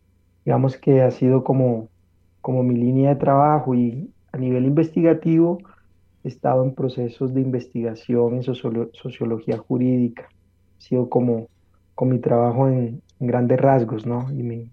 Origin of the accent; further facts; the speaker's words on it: Colombia; born there; Yo soy colombiano de nacimiento, muy, muy orgulloso de haber nacido en este hermoso país